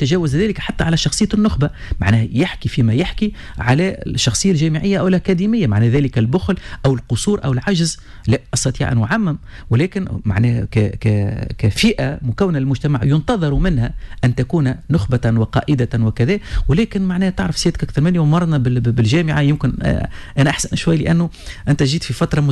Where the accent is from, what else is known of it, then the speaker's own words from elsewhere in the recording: Tunisia; معنى إحنا التوانسة معنا أهلية داكورد